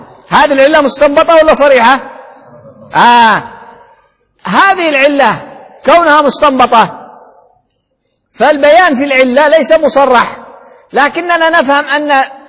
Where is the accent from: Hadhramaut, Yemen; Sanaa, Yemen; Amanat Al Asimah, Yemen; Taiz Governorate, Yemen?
Amanat Al Asimah, Yemen; Sanaa; وبالعامية عندنا بصنعاء شغل دوماً دوماً يعني عقل،